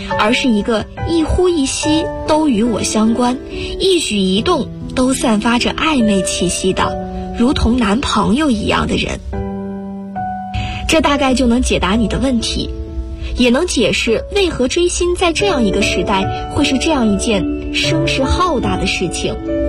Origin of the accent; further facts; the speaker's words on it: Guangzhou, Guangdong, China; now in Nanjing, China; 来自广东广州，我在南京大学，距离我的家乡1367公里。